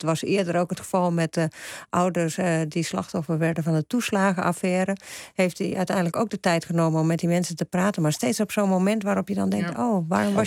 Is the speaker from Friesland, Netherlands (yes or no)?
yes; Friesland, Netherlands; als ik door Friesland rijd, waar ik vandaan kom